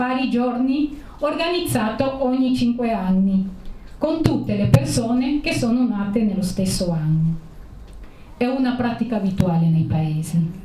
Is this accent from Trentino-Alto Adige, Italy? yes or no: yes; Trentino-Alto Adige, Italy; parte delle sfide della mia vita come altoatesina